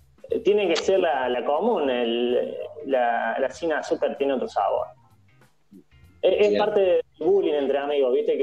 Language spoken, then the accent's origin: Spanish; Alta Gracia, Córdoba, Argentina; Yo soy de Altagracia, provincia de Córdoba, así que...